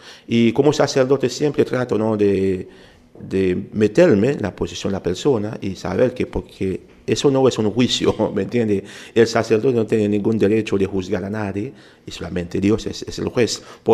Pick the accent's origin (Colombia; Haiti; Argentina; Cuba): Haiti; Spanish is a second language; yo nací en Haití, soy haitiano. Y a veces la gente pregunta, ¿y por qué habla español tan bueno? Pero tenía que estudiarlo. En mi país se enseña español en la escuela.